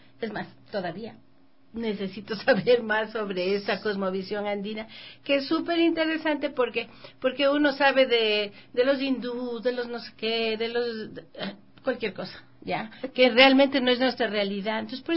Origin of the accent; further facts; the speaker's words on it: Quito, Pichincha, Ecuador; born there; Aquí en Quito.